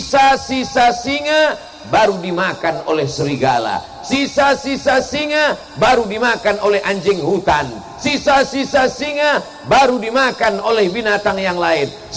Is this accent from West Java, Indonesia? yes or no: no; Riau, Indonesia; Sampai ke Riau, di kampung halaman saya